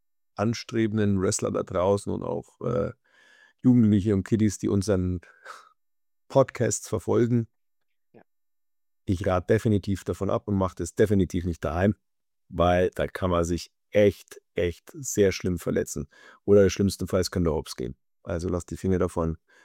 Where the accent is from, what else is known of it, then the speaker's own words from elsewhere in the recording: Germany; Also es war mein Heimatland, ja, das ist was Besonderes.